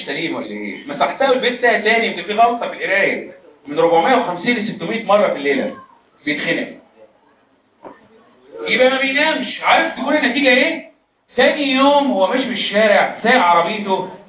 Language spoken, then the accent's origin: Arabic; Egypt; طب يعني عندنا في مصر موجوده